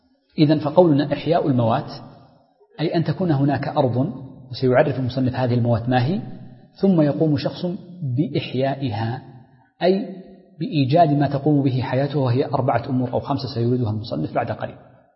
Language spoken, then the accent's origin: Arabic; Hijaz, Saudi Arabia; والتين عندنا في الحجاز مثلا في الطائف